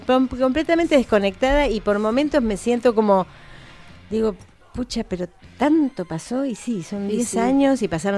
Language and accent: Spanish; Bahía Blanca, Buenos Aires Province, Argentina; born there; yo nací en Bahía